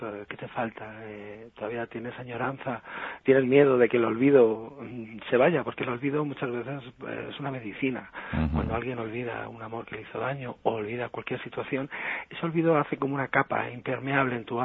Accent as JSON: {"language": "Spanish", "country": "Spain", "said": "yo soy un caballero español empedernido"}